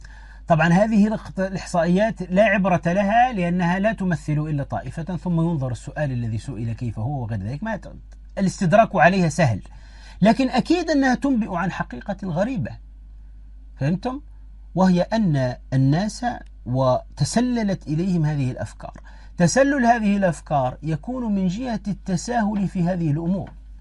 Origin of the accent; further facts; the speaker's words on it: Tunisia; أحد الدعاة المعروفين عندنا في تونس